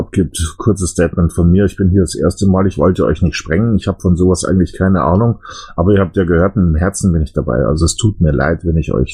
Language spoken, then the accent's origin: German; Bavaria, Germany; ich komme aus Bayern, wir sind ein Freistaat und trotzdem funktioniert's